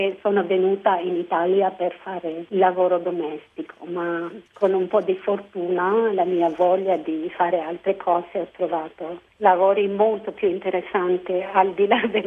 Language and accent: Italian; Philippines; Italian is a second language; now in Italy; ho scoperto che, oddio, non eravamo solo noi in Filippine ad usare questa. E mi fa proprio ricordare il mio paese.